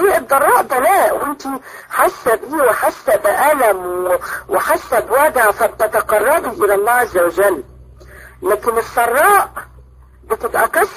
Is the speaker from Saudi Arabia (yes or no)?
no; Egypt; عندنا في مصر